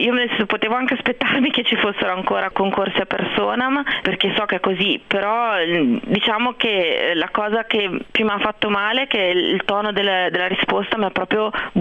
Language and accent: Italian; Genoa, Liguria, Italy; moved away; io all'inizio pensavo fosse un problema dei genovesi, perché io vengo da Genova, i genovesi sono un po' orsi